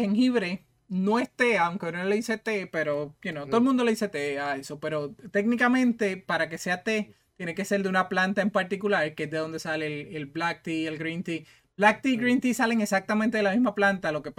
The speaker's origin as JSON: {"language": "Spanish", "country": "Puerto Rico", "said": "el tenis no era un deporte que se practicaba mucho en Puerto Rico, pero yo soy del pueblo de Atillo"}